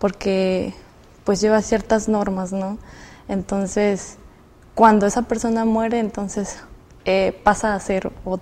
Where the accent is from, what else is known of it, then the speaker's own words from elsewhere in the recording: Tabasco, Mexico; soy de Tabasco y pues estoy estudiando la licenciatura en nutrición y dietética.